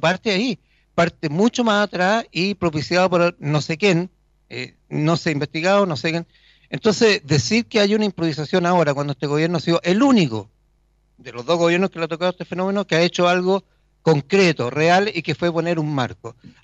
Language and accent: Spanish; Chile; Nosotros como chilenos responsables no podemos abrir nuestras fronteras y que entre cualquiera.